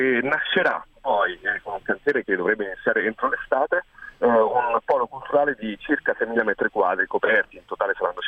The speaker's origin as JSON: {"language": "Italian", "town": "Naples", "region": "Campania", "country": "Italy", "said": "Per esempio a Bagnoli, da napoletano, un luogo come questo, di carattere internazionale"}